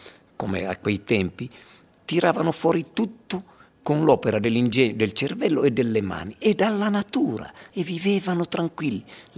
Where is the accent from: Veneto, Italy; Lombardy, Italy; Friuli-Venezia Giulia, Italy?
Friuli-Venezia Giulia, Italy; Erto; Io sono rimasto nel mio paese, a parte che poi questo racconto tra le righe non è altro che la storia della mia gente, del mio popolo ertano